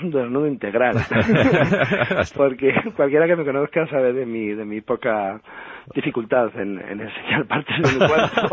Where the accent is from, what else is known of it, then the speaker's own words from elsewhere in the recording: Spain; yo soy un caballero español empedernido